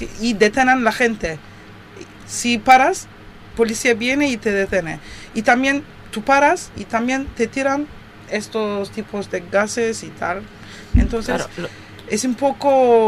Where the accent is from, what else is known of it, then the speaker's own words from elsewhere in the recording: Turkey; Spanish is a second language; somos, sabes, turcos, que somos de Turquía